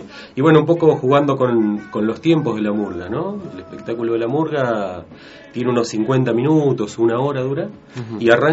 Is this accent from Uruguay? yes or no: yes; Uruguay; now in Argentina; Yo nací en Uruguay, viví unos años allá, después, digamos, vivo en la Argentina desde hace muchísimos años